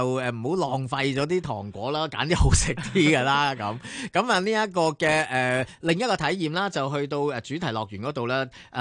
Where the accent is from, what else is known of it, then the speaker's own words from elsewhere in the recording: Hong Kong; 我哋作为香港人